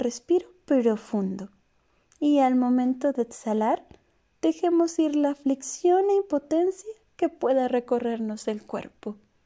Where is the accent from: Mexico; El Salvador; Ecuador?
Mexico; Como sociedad mexicana, vivimos momentos de desencanto.